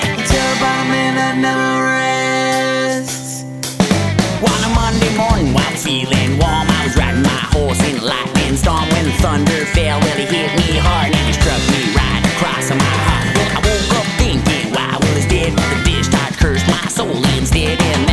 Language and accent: French; Trois-Rivières, Quebec, Canada; Moi, je viens de Trois-Rivières.